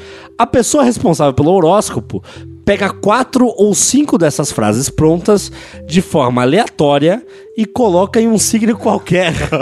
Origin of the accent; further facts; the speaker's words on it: Fortaleza, Ceará, Brazil; Tenho 24 anos, sou de Fortaleza, Ceará